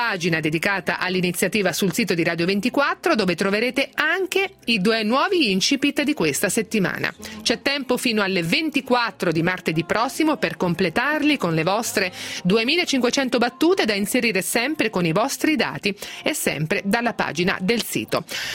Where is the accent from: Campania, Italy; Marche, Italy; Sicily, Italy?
Marche, Italy; Castelfidardo; No, ma sono di Castelfidardo pure io, l'ho detto mille volte